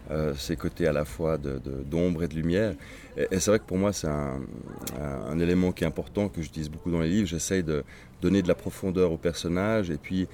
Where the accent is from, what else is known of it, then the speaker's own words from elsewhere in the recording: Switzerland; born there; je suis né en Suisse, donc on va dire je suis quasiment suisse. Mon père est allemand, ma mère suédoise.